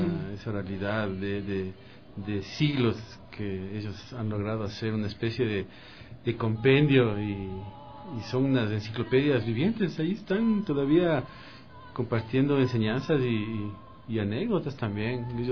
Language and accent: Spanish; Ecuador; Yo considero que nuestra manera de ser, de reconocernos como ecuatorianos